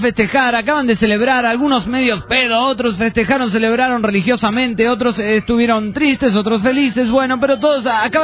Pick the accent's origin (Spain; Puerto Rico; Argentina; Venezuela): Venezuela; bueno, como venezolana que soy, quiero que este año venidero nos traiga cosas buenas para todos. Una de las cosas más importantes es que se solucionen los problemas en mi país